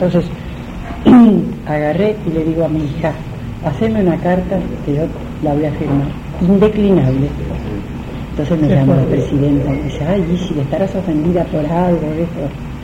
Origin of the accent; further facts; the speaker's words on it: Mar del Plata, Buenos Aires Province, Argentina; yo vengo de Mar del Plata